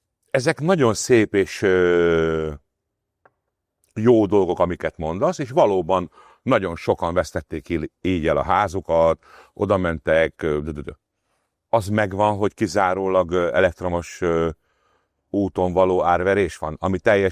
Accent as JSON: {"language": "Hungarian", "country": "Hungary", "said": "Mi magyarok vagyunk, mi imádjuk az összeesküvés elméleteket"}